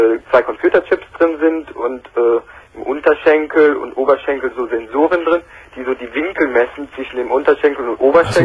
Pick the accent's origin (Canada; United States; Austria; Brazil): Brazil; Weil ich bin gebürtiger Brasilianer und damals in Brasilien auch wohnhaft gewesen.